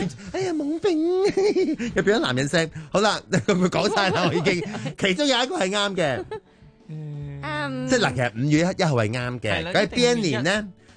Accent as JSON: {"language": "Cantonese", "town": "Tsuen Wan", "region": "New Territories", "country": "Hong Kong", "tie": "born there", "said": "我出生的地方荃湾，荃湾是位于新界的哪一面啊？"}